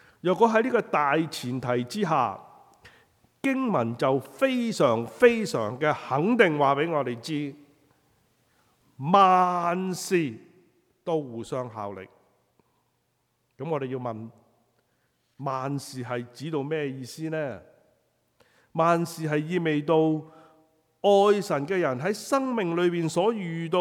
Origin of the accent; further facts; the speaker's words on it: Guangdong, China; 我哋廣東人就叫做冚棒冷係嘛？